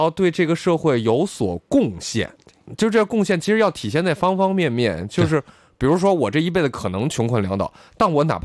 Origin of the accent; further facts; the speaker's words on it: Ningxia, China; 我出来十年，出来二十年，但是我碰到一个我的老乡，一句乡音，你马上就回去了，你就觉得哎，我是宁夏人